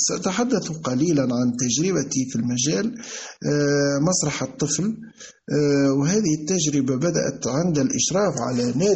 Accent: Redeyef, Gafsa Governorate, Tunisia; born there

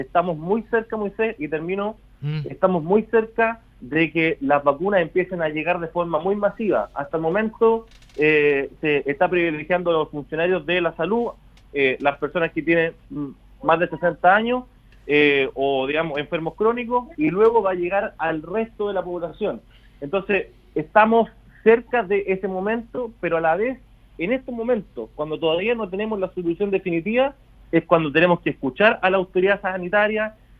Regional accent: Chile; yo creo que los chilenos somos el 100% muy fe

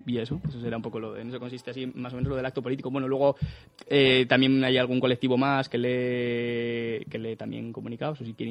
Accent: Cantabria, Spain; todo lo que están haciendo al que nosotros podamos decidir como pueblo, como cántabros

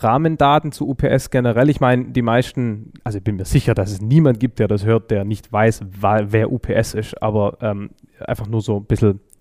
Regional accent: Stuttgart, Baden-Württemberg, Germany; ich komme aus Stuttgart

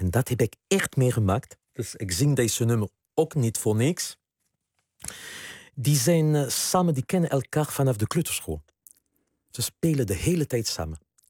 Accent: southwest France, France; Dutch is a second language; now in Netherlands; ik kom uit Zuidwest-Frankrijk. Ik ben bijna een Latino, hè, zou je kunnen stellen.

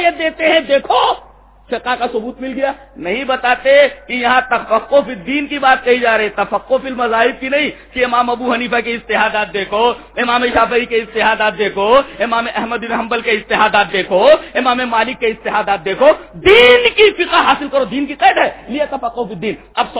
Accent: India; میں ہندوستانی ہوں اور الحمدللہ ہم ہندوستانی ہیں, فخر سے کہو کہ ہم ہندوستانی ہیں.

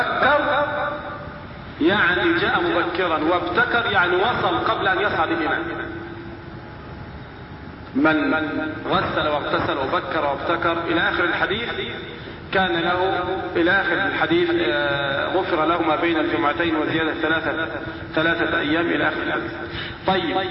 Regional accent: Egypt; عندنا في مصر مثلا الركاز اللي هو دفن الفراعنة

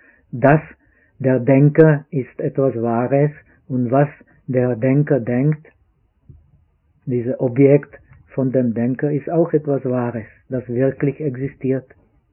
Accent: Czechia; Aber ich bin auch Tscheche, aber ich esse mehr Reis.

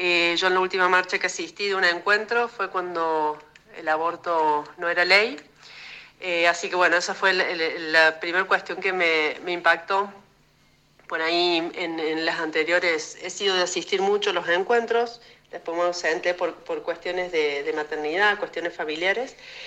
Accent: Argentina; nos interpela como argentinas, como ciudadanas, como pueblo.

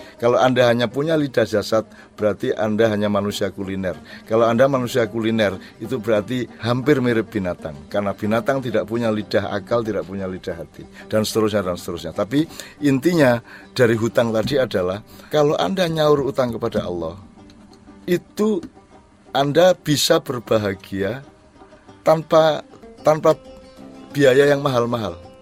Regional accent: Jombang, East Java, Indonesia; also born or lived in Gontor; Jadi kelas 5 dan kelas 6 SD saya pindah dari Jombang ke Gontor.

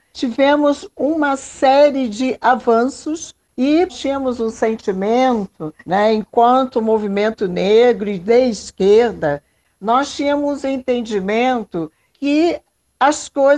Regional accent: Rio de Janeiro, Brazil; now in São Paulo, Brazil; Eu sou do Rio de Janeiro, vim para São Paulo, passei por tudo aquilo

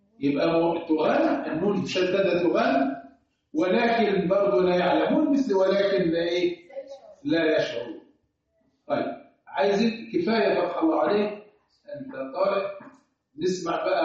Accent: Egypt; لانه برضه احنا كمصريين لنا الترقيق بتاعنا مش منضبط شويه

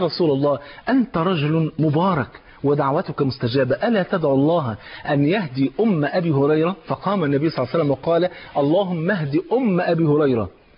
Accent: Egypt; على مثل المثل الجميل المشهور عندنا في مصر

